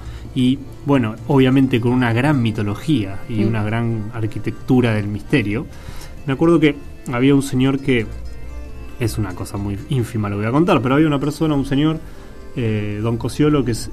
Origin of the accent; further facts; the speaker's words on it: Hurlingham, Buenos Aires Province, Argentina; Yo soy de Hurlingham o Harlingham para cierta...